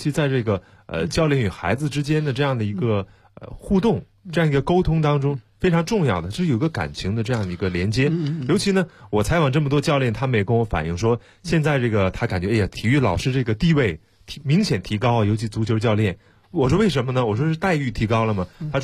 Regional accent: China; 我们中国人都讲究一句老话

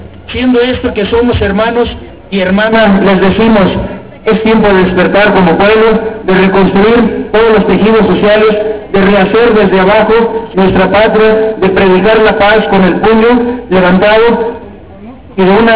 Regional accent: Mexico; somos mexicanos y nos vestimos de flor

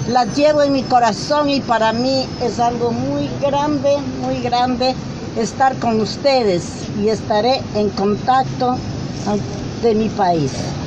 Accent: Quito, Pichincha, Ecuador; y vengo de Quito, Ecuador.

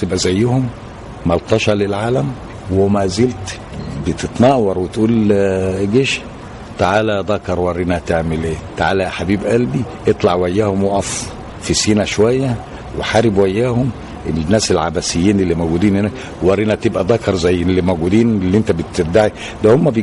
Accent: Egypt; لان احنا كمصريين يقول لك ايه امن ظهري

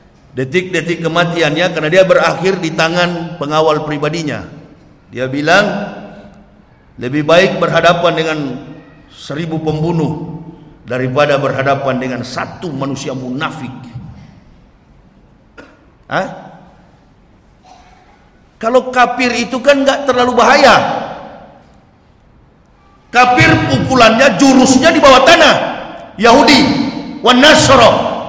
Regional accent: Manado, North Sulawesi, Indonesia; now in Jakarta, Indonesia; Saya orang Manado. Di Manado, di Sulawesi, di mana-mana, bukan di Jakarta. Saya tinggal Jakarta, Cibubur.

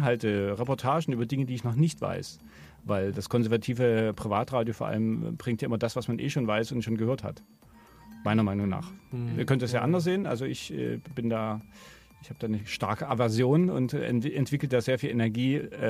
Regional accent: Dresden, Saxony, Germany; Also ich komme aus Sachsen, aus Dresden und da ist man schnell sehr unzufrieden mit Radio.

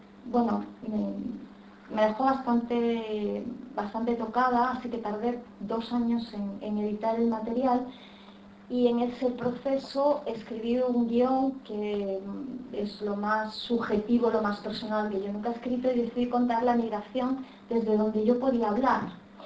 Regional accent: Galicia, Spain; como en muchos pueblos de Galicia, en mi pueblo todo el mundo emigró, todo el mundo tiene familia de inmigrantes, inician este proceso migratorio, un proceso que inicia mi madre, que se va primero a mediados de los años 60, ella sola a trabajar

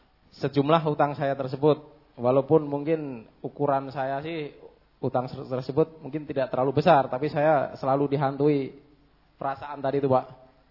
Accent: North Kalimantan, Indonesia; Saya dari Kalimantan Timur bagian utara. Kalau sekarang provinsi baru yaitu Kalimantan Utara. … salah seorang penduduk pulau kecil di Kalimantan Timur

